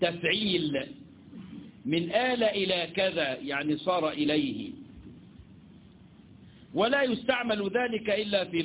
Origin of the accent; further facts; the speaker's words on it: Egypt; عندنا في مصر بيقولوا عليها ايه؟ الكوشة. ما احنا لنا مصطلحات يا اولاد